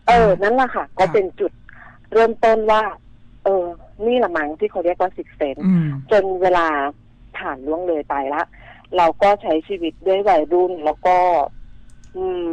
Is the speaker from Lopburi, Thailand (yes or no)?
yes; Lopburi, Thailand; เพราะว่าเราก็กลับบ้านไปในช่วงเสาร์อาทิตย์แล้วบ้านหนูอยู่ลพบุรีเนาะก็จะเป็นติดพนังเขื่อน